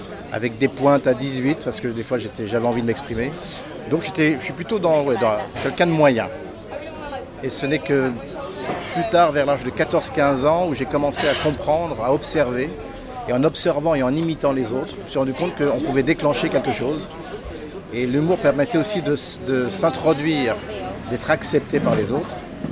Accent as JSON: {"language": "French", "town": "Paris", "region": "Île-de-France", "country": "France", "tie": "born there", "said": "Je suis né à Paris, mais les gens ne le savent pas."}